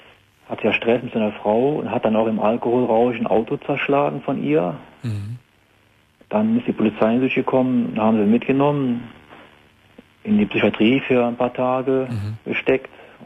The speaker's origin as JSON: {"language": "German", "country": "Germany", "said": "dann war ich im April mal wieder da in der Eifel, ne, wo ich herkomme"}